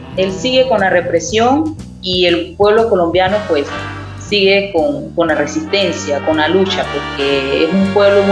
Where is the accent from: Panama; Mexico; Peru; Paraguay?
Panama; de Panamá queremos expresar nuestra solidaridad como pueblo panameño al pueblo colombiano